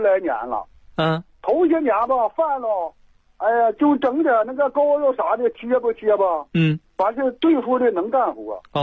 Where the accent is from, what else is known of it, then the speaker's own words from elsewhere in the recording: Fuyu, Jilin, China; 我家是松原市扶余县。